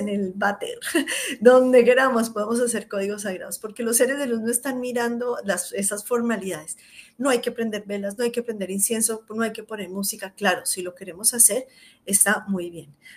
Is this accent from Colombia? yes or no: yes; Colombia; en Colombia, yo soy colombiana, también soy española, pero soy colombiana de nacimiento y española de padres, de familia